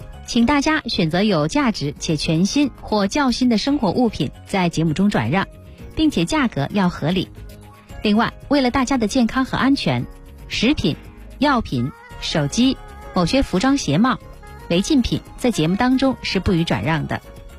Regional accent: Beijing, China; 这个可以解决咱们北京人出游的问题，是吧？

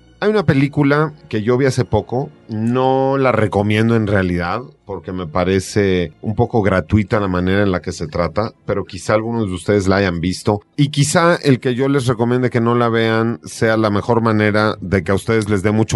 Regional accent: Mexico; como latinoamericanos, en nuestro caso como mexicanos

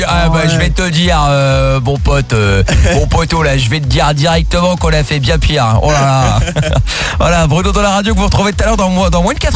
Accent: Portugal; en tant que portugais je pouvais pas te zapper hein

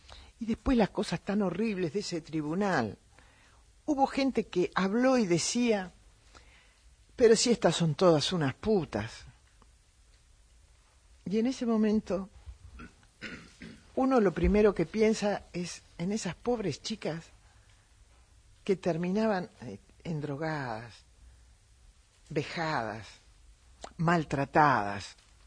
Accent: Argentina; Como argentinos no podemos salir a decir cosas que también escuché esta semana.

